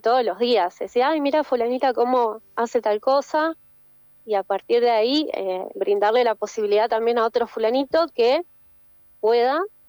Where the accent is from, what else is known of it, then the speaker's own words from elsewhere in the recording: Patagonia, Argentina; En la Patagonia, por ejemplo, yo vivo, soy de la Patagonia, y las distancias geográficas son muy grandes